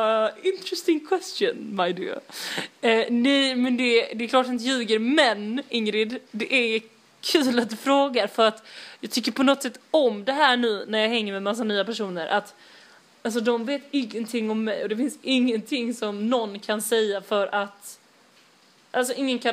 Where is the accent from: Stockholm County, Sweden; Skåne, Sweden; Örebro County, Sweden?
Skåne, Sweden; Malmö; Jag kommer från Rosenvång.